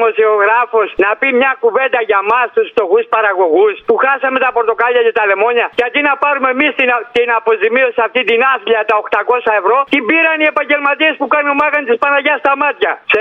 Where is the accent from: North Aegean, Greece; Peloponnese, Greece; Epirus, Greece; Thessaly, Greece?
Peloponnese, Greece; Εμάς που είμαστε από την Πελοπόννησο, μας απαγορέψαν να πάμε στην Αθήνα 2 μήνες.